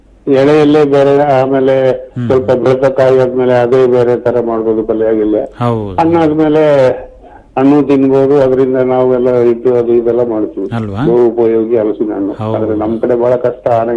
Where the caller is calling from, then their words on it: Kakur, Karnataka, India; ಉರಾಜಪೇಟೆ taluk ಶ್ರೀಮಂಗಳೂರು ಕಾಕೂರು.